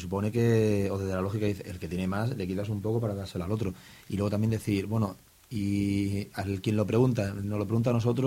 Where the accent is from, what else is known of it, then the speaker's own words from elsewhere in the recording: Yecla, Region of Murcia, Spain; Yo digo que yo soy de Yecla y ahí la industria que hay mayoritaria es la madera.